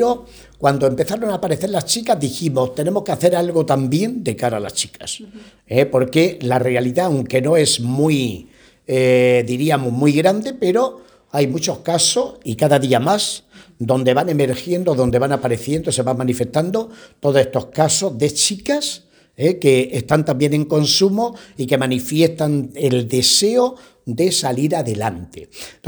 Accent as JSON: {"language": "Spanish", "country": "Spain", "said": "los que estamos misionando fuera de España y que somos españoles"}